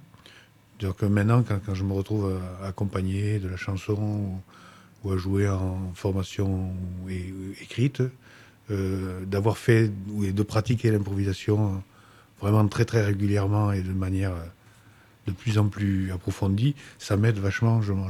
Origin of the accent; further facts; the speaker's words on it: Bordeaux, Nouvelle-Aquitaine, France; born there; now in Gers, France; père vient du Liban. Ma mère est espagnole. Je suis né à Bordeaux. Et j'habite dans le Gers depuis 1996